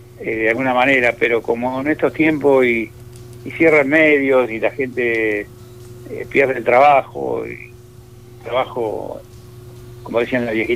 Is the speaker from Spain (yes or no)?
no; J.B. Molina, Santa Fe, Argentina; born there; Vos sabés que yo nací cerca de Rosario.